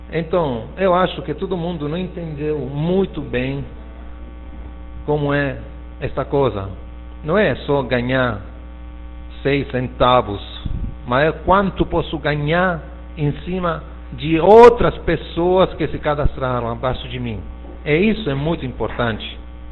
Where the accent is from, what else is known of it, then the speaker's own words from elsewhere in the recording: Italy; Portuguese is a second language; É claro que eu sou italiano, escrevo com o teclado do meu computador italiano, então faltam acentos, faltam coisas